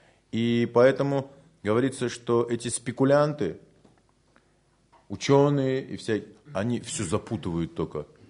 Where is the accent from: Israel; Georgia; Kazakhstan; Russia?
Russia; Siberia; А мы, поскольку выросли в Сибири